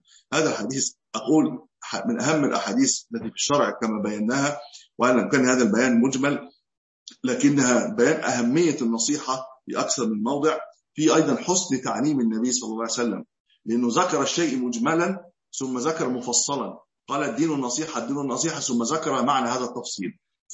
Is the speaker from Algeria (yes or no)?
no; Egypt; قلت له نعم انا من مصر، مش هكون منين؟